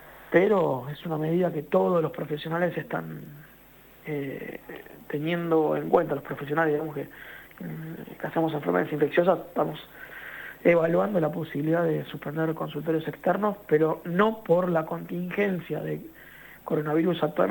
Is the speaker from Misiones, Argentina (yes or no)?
no; Florencio Varela, Buenos Aires Province, Argentina; el Hospital de Florencio Varela, acá en mi pueblo